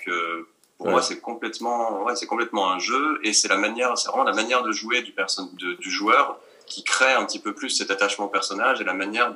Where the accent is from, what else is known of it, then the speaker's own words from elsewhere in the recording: France; il fallait qu'on prouve qu'en tant que Français, qu'on savait écrire une histoire